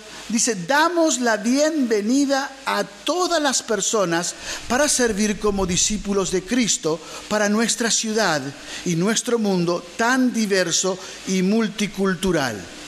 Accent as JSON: {"language": "Spanish", "country": "Argentina", "said": "que como argentinos decimos"}